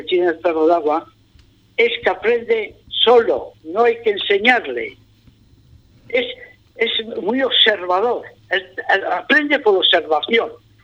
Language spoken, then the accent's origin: Spanish; Spain; Sí, somos españoles